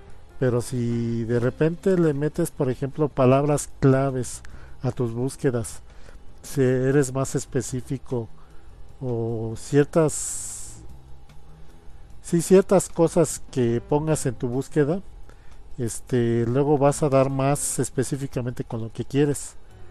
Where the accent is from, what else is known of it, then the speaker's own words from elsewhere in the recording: Mexico; debido a que mucha de la comunidad pues somos mexicanos, tiene subtítulos en español.